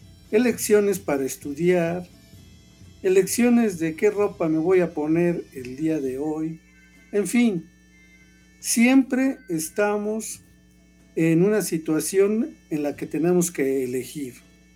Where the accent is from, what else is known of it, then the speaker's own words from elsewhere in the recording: Mexico; por quienes somos mexicanos y quienes nos encontramos también en el territorio